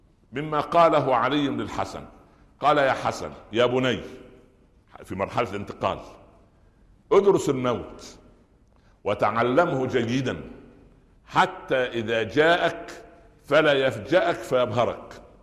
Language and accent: Arabic; Upper Egypt, Egypt; ها عندنا في الصعيد يقولوا ايه؟